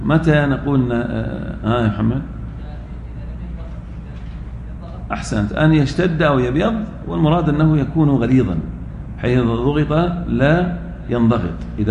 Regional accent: Al-Ahsa, Eastern Province, Saudi Arabia; مثل بعض الرطب عندنا في الأحساء

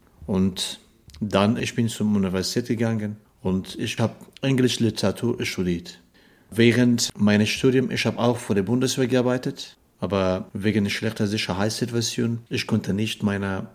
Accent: Kunduz, Afghanistan; German is a second language; Meine Eltern sind in unserem Dorf geboren, aufgewachsen und dann sie sind nach Kunduz umgezogen, aber ich bin selbst in Kunduz geboren.

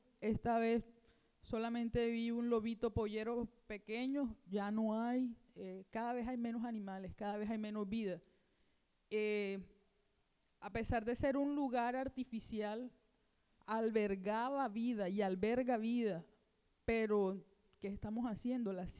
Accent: Barranquilla, Atlántico, Colombia; Y bueno, siempre estuve acá en Barranquilla, soy de acá de Barranquilla

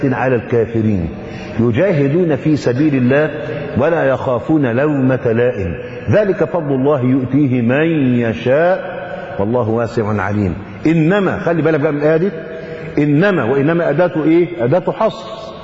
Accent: Egypt; المخيط الإبرة الكبيرة بيسموها عندنا في مصر نيبر

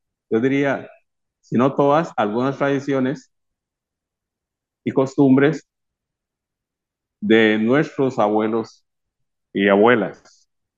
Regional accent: Limón, Costa Rica; also born or lived in Panama; Nosotros nacimos por accidente en Panamá, después mis padres regresan a Costa Rica y nos mantenemos dentro de ese medio ambiente limonense. En esos entonces ya en los años 50, siendo chiquillos

